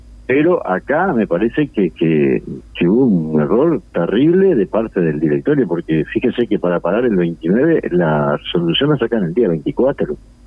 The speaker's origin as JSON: {"language": "Spanish", "region": "Montevideo", "country": "Uruguay", "said": "No olvido nunca, yo soy de Montevideo, trabajé en los pagos durante 28 años."}